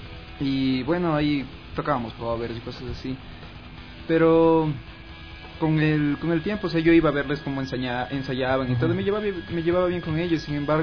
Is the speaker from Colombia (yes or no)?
no; Quito, Pichincha, Ecuador; Bueno, yo soy de La Gasca.